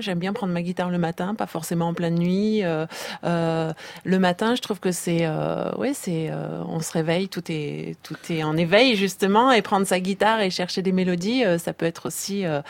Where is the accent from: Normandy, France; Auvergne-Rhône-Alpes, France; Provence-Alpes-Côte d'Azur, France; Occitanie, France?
Provence-Alpes-Côte d'Azur, France; Marseille; accent: Marseille; Parce que je suis de Marseille, ça y est, ça ressort.